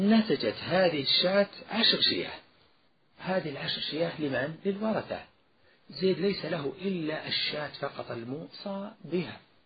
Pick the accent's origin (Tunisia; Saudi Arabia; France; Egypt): Saudi Arabia; Najd; لذلك سبقا ذكرت ما يوجد عندنا في نجد